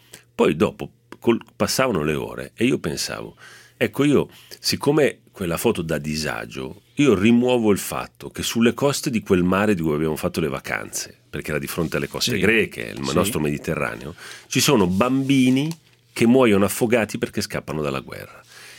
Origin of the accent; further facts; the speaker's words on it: Genoa, Liguria, Italy; sono genovese perché mugugno. Il genovese mugugna.